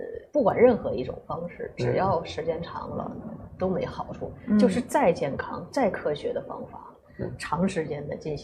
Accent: China; 但实际上，中国人认为哈、啊，我们中国人中国传统文化认为人是个整体观啊。

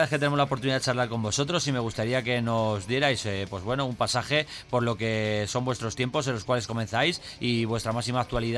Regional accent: Madrid, Community of Madrid, Spain; por aquí por el centro, por donde somos nosotros de Madrid

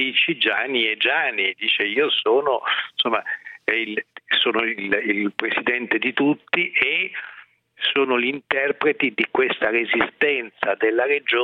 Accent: Milan, Lombardy, Italy; lo dico da milanese

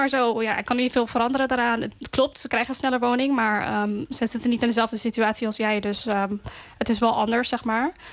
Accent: North Holland, Netherlands; born there; Ja, klopt. Ik ben geboren in AZC Krailo.

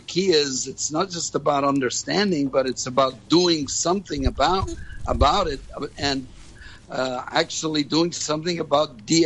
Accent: New York City, New York, United States; So, and as a New Yorker, you know, if you're threatened and you threaten back, and then you get threatened again, it escalates.

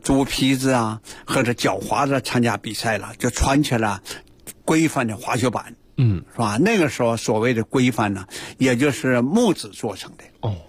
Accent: Tonghua, Jilin, China; 我从小的时候，成长的和生活在长白山脚下的通化。那通化那个时候是每到冬季啊是凌寒雪原是吧，高山峻岭啊是一片银白。我家乡啊是自然雪非常啊那个丰沛的一个地区。

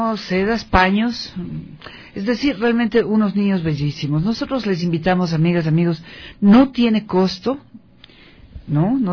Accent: Ecuador; nos enorgullece como ecuatorianos

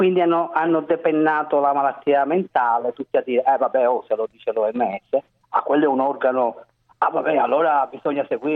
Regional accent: Sicily, Italy; No, sono siciliano.

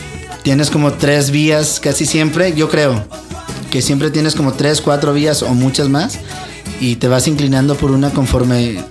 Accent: Torreón, Coahuila, Mexico; also born or lived in Saltillo; now in Mexico City, Mexico; Pues mitad y mitad, yo creo, pero ahora soy del DF. Nací, como te decía, en Torreón. Y sí, mi niñez completa está allá. Mi adolescencia y mi juventud completa está en Saltillo.

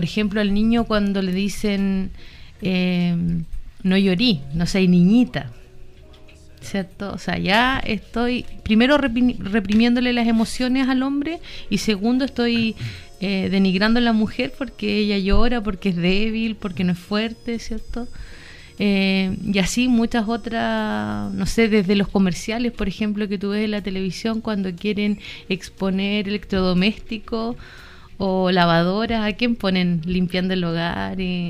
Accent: Chile; a nosotros como sociedad chilena nos ha costado mucho trabajar

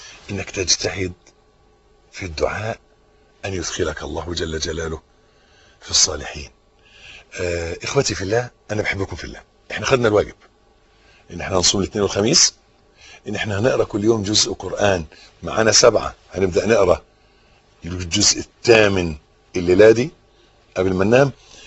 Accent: Egypt; حتة الأرض اللي إحنا واقفين عليها دي بلدنا مصر

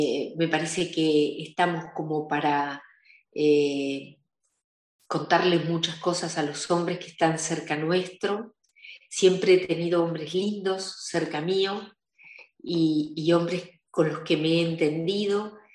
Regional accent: Argentina; moved away; Nací en la Argentina. El comienzo de mi juventud fue en la Argentina.

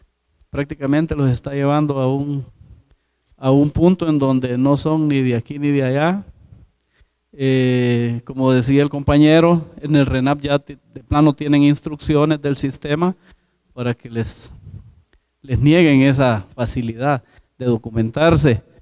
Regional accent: San Andrés, Petén, Guatemala; Yo soy comunitario del caserío Santa Amelia, San Andrés, Petén, ubicado en lo que es Laguna del Tigre.

